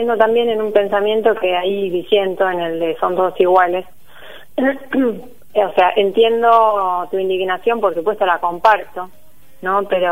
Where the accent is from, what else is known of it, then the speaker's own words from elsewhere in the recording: Tandil, Buenos Aires Province, Argentina; moved away as an adult; also born or lived in La Plata; soy de acá de Tandil, viví hasta los 18, como fui a estudiar a La Plata, y allí estuve hasta el año 2012, ¿sí? Que me volví.